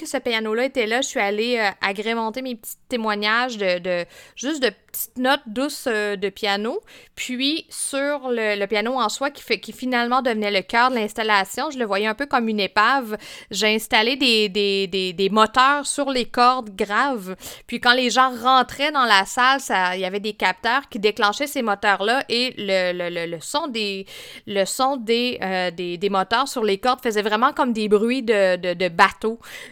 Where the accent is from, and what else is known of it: Fermont, Quebec, Canada